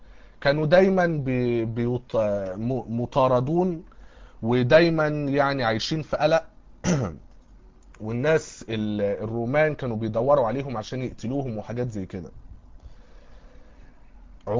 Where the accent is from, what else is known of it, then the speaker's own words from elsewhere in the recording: Egypt; لكن عندنا في مصر هنا ما يعرفوش حاجة اسمها علم نقد نصي